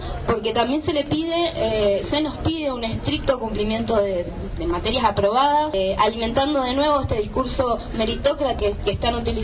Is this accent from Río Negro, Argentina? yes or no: yes; Ingeniero Jacobacci, Río Negro, Argentina; una región, que es la de la línea sur, de la que yo vengo. Yo soy de Ingeniero Jacobacci, y es una zona donde no hay universidades